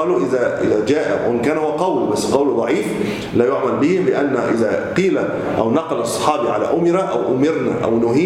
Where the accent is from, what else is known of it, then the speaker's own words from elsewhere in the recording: Egypt; لذلك كثير من المساجد وليس عندنا في مصر